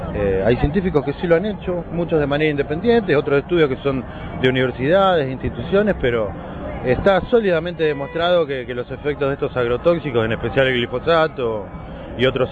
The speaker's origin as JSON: {"language": "Spanish", "country": "Argentina", "said": "Destacamos obviamente lo de Argentina porque, bueno, somos argentinos"}